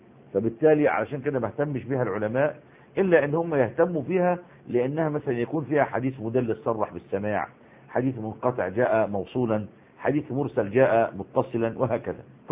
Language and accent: Arabic; Egypt; احنا دلوقتي يعني على سبيل المثال عندنا في مصر حتة اسمها وسط البلد، وفي حتة اسمها العتبة